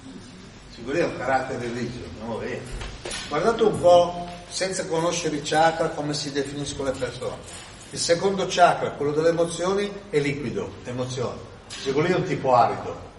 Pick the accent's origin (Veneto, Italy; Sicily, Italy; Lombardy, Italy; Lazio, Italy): Lombardy, Italy; Milan; Io spesso sono in viaggio, di origine sono di Milano, c'è la famiglia delle Marche, ma stavano a Milano e sono cresciuto a Milano.